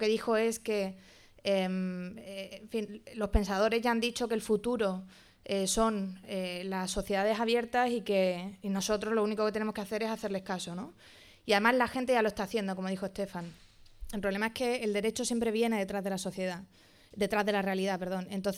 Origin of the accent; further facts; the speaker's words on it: Málaga, Andalusia, Spain; Bueno, yo soy de Málaga, así que me encanta venir y hablar aquí.